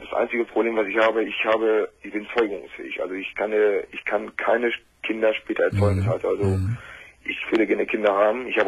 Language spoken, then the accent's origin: German; Lower Saxony, Germany; Und ich habe mich vom Dorf zurückgezogen, also normalerweise komme ich aus Friesland.